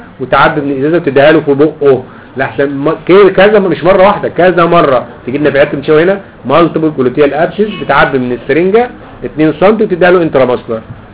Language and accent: Arabic; Egypt; اسمه عندنا في مصر له اسمين